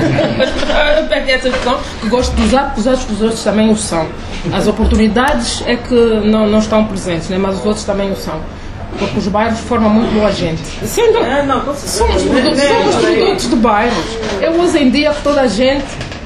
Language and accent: Portuguese; Luanda, Angola; como é o caso do bairro popular Neves Bendia, onde eu cresci, onde eu passei parte da minha juventude.